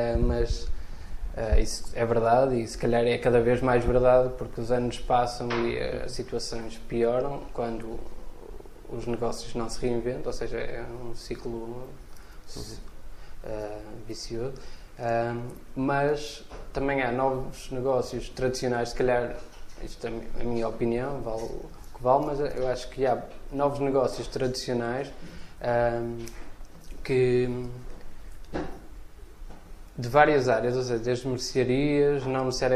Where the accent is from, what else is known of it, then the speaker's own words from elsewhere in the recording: Santa Maria da Feira, Aveiro, Portugal; eu não sou do Porto, sou do Conselho da Feira, mas já quase a Gaia, mas ainda Feira.